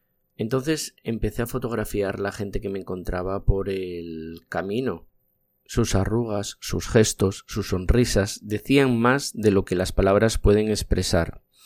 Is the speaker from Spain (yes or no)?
yes; Asturias, Spain; Soy un asturiano al que le gusta la fotografía.